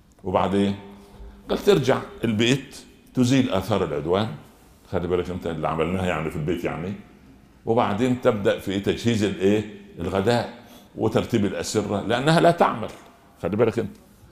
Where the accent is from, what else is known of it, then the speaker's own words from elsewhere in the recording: Egypt; عندنا في مصر اللي يعرفه في بلد على شمال القاهرة شمال الشرق